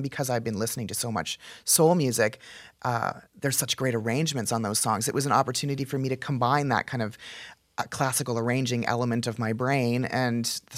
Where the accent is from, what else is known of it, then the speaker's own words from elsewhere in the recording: Canada; also born or lived in Texas, United States; But then when I moved from Texas, where I was studying, moved home to Canada.